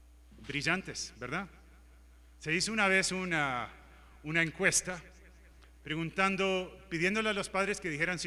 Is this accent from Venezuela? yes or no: no; Uruguay; Yo soy uruguayo, me crié en el Uruguay, también de padres norteamericanos.